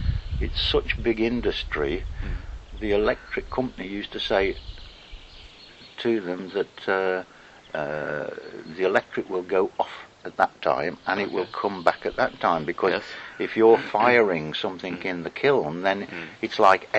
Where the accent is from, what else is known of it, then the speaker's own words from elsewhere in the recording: Stafford, West Midlands, United Kingdom; So I was born and lived in Stafford. Mm. It is really a small county town compared with most counties.